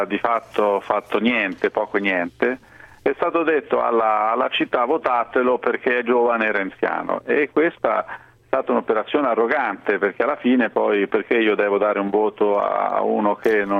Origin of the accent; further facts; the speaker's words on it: Arezzo, Tuscany, Italy; Sì, per caso sono di Arezzo.